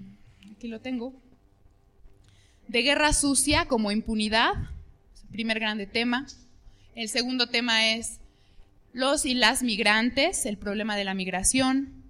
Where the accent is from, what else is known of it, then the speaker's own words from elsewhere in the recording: Mexico; Creemos que en los tratados de libre comercio está escrita la sentencia que como pueblo mexicano vivimos.